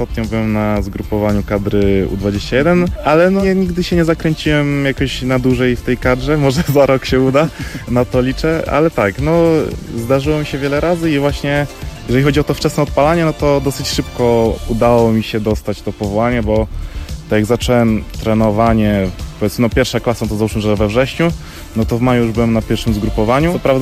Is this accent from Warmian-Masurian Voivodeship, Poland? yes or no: no; Kraków, Lesser Poland, Poland; z Krakowa, mam 19 lat